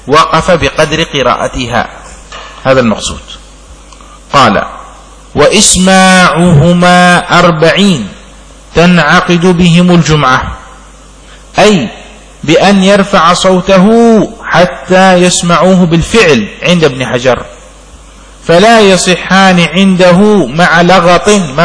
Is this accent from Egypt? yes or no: no; Yemen; عندنا في اليمن لا تكاد تجد هذا، لعله عندنا بسبب سخونة الجو، جو حار ما شاء الله هنا